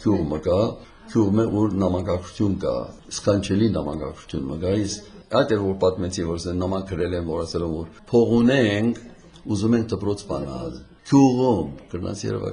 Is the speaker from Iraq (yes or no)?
yes; Iraq; moved away as an adult; now in United States; մենք ծնանք զավակները եւ Իրաքում ծնած են, եւ այնտեղ հաստատվեցան մինչեւ 1962 թվականը, հետո Ամերիկա գնացի ուսումից համար